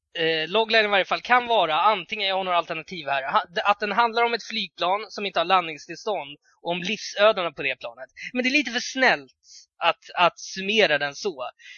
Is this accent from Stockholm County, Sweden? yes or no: yes; Tullinge, Stockholm County, Sweden; Jag är uppvuxen i Tullinge